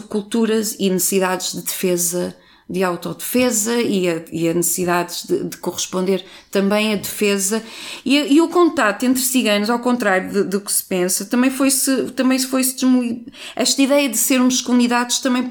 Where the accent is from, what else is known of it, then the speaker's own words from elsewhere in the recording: Vila Nova de Gaia, Porto, Portugal; eu cresci em Gaia